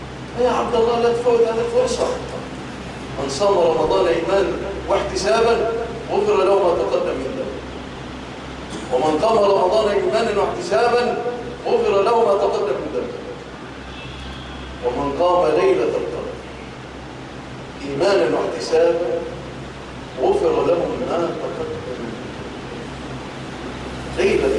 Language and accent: Arabic; Egypt; اللهم اجعل بلادنا مصر آمنة مطمئنة وسائر بلاد المسلمين.